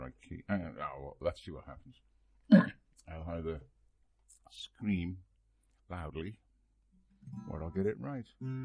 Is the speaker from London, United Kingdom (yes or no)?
no; Liverpool, North West England, United Kingdom; just because I'm from Liverpool.